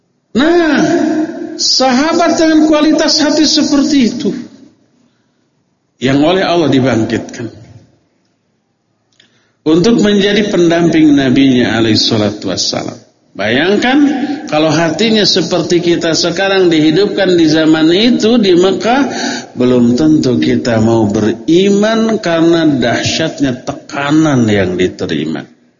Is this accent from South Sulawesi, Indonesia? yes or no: no; Bandung, West Java, Indonesia; born there; Kenapa saya dilahirkan sekarang di Bandung?